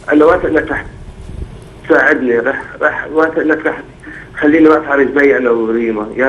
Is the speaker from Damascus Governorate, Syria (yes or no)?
no; Sadad, Homs Governorate, Syria; من حمص، من سوريا، من صدد حفر.